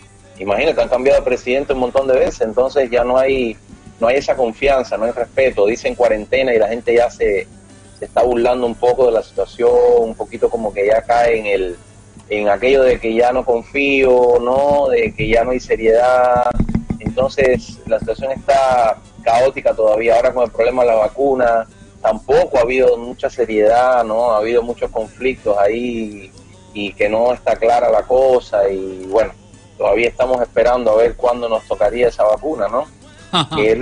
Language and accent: Spanish; Cuba; now in Peru; Les mando muchos saludos, muchas bendiciones desde acá, desde Perú. Yo soy cubano, como ya tú lo mencionas ahí, para que la gente sepa, pero tengo muchos años en Perú, así que mi corazón está partido en dos, mitad cubano, mitad peruano